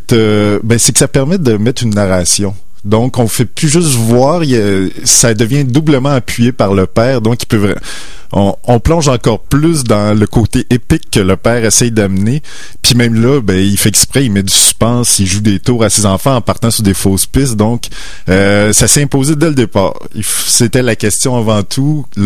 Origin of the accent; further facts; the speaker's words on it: Notre-Dame-du-Lac, Quebec, Canada; c'est Notre-Dame-du-Lac. Et donc, c'est mon village natal qui est près de Rivière-du-Loup.